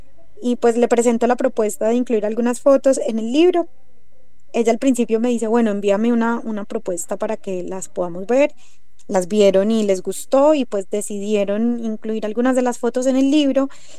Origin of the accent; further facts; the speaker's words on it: Antioquia, Colombia; accent: paisa; mi acento, que es bien marcado, creo, como que no puedo escapar, creo que lo tengo muy fuerte, ese acento paisa. A veces me dicen que estoy demasiado paisa.